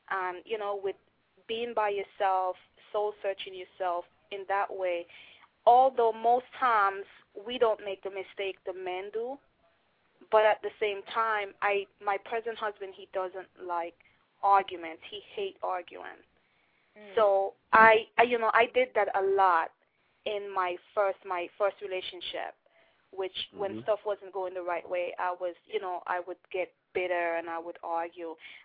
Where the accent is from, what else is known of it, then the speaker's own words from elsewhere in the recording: United Kingdom; I'm not Jamaican. I am from.